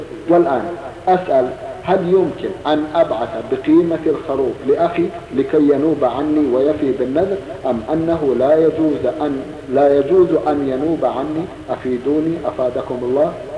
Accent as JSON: {"language": "Arabic", "country": "Egypt", "lives_now": "Riyadh, Saudi Arabia", "said": "أنا مواطن مصري مقيم في الرياض،"}